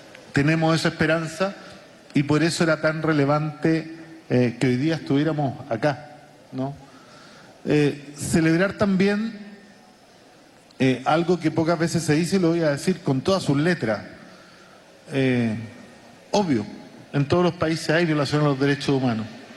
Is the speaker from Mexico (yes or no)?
no; Chile; Y lo digo como chileno porque nosotros no alcanzamos a resistir 3 años cuando tuvimos nuestro proceso